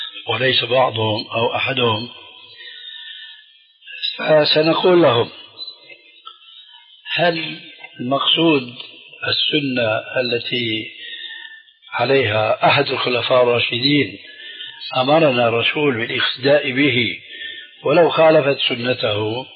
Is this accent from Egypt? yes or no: no; Damascus, Damascus Governorate, Syria; أخوه عندنا في دمشق